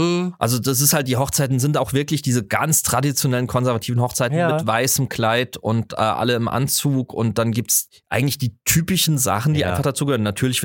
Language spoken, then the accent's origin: German; Southwest Germany, Germany; ich komme natürlich auch aus dem Südwesten, da wurde mehr geheiratet